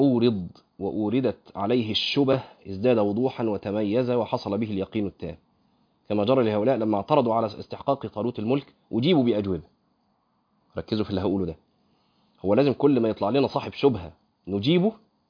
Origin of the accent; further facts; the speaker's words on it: Egypt; وده قيل في فتره من الفترات عندنا في مصر، مش كده؟